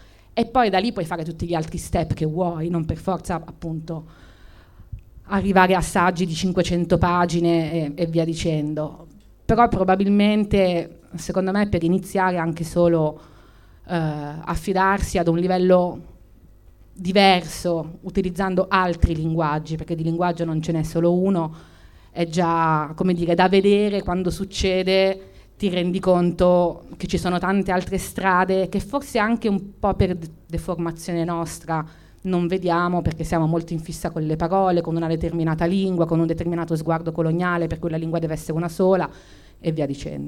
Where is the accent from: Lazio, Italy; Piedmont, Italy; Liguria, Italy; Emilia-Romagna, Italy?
Piedmont, Italy; Turin; forse siamo un po' pancabestia in quanto torinesi.